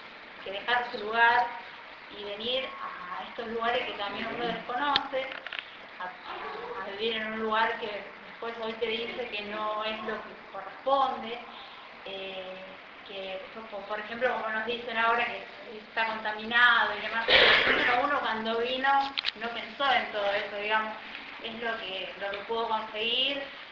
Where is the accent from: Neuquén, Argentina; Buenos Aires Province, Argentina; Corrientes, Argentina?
Corrientes, Argentina; yo soy de Corrientes, ¿no? De un pueblo.